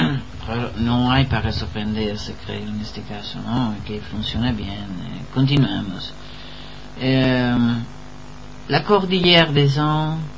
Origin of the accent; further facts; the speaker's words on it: Uruguay; yo soy uruguayo, como me dijo el otro día, me presentaron, pero también tengo mi corazón en Francia